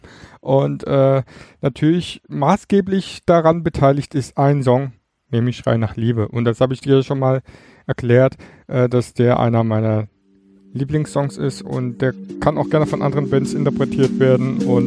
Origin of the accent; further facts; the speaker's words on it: East Germany, Germany; Weil, wie du weißt, komme ich ja aus dem Osten.